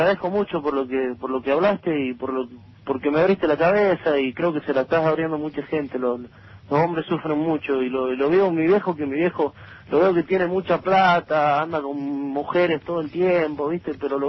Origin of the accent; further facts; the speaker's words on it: Jujuy, Argentina; now in Buenos Aires, Argentina; soy de Jujuy, estoy ahora estudiando aquí en Buenos Aires.